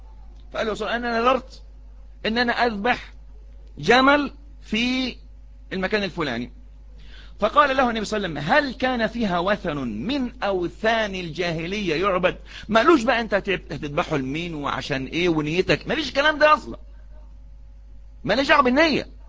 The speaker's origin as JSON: {"language": "Arabic", "country": "Egypt", "said": "دي عادة وإحنا كشعب مصري مش عارفين بنعيد"}